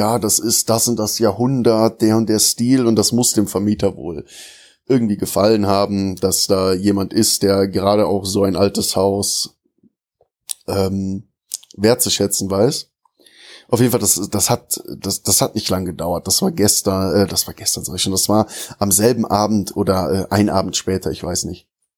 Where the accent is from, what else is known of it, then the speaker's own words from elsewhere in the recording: Bonn, North Rhine-Westphalia, Germany; Also ich bin ja in Bonn geboren und in diesem einen Dorf halt auch aufgewachsen, habe auch nie wirklich weit weg von meinem Heimatdorf gewohnt.